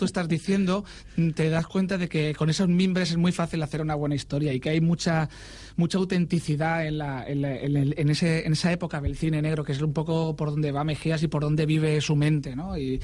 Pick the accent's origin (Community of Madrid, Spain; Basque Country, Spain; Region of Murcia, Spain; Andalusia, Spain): Region of Murcia, Spain; Murcia; now in Valencia, Spain; Yo soy de Murcia, yo soy murciano y yo soy, bueno, valenciano de adopción de hace años.